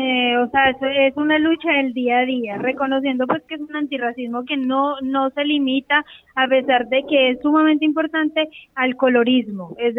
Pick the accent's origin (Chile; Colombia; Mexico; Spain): Colombia; yo soy colombiana y tengo que cargar con el cuestionamiento constante de ser colombiana